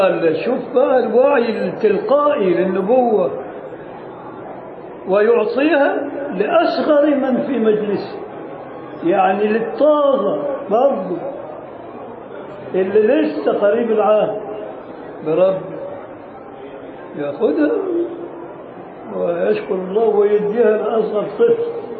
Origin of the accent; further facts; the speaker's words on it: Luxor, Luxor Governorate, Egypt; also born or lived in Cairo; انا من الاقصر، لكن أقمت في القاهرة 5 سنين على الأقل.